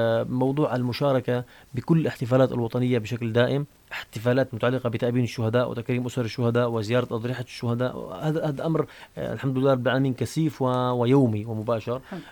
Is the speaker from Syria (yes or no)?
yes; Syria; نحن نعيش في بلد كرمه الله سبحانه وتعالى، بلدنا سوريا قلب هذا العالم